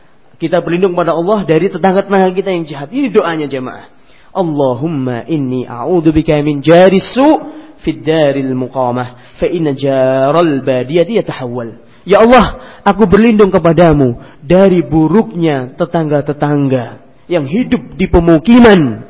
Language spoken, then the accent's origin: Indonesian; Ngawi, East Java, Indonesia; Di kampung saya di Ngawi, di desa saya, tetangga saya, gak jauh rumahnya dari rumah saya sudah, di Ngawi.